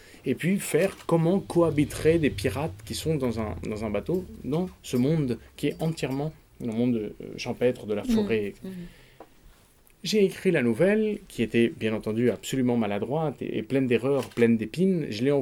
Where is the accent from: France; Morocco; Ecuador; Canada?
France; Paris, Île-de-France; born there; moi, je suis né à Paris. Et puis après, comme tous les fils de diplomate, eh bien, j'ai eu une enfance désordonnée de frontière en frontière, de capitale en capitale.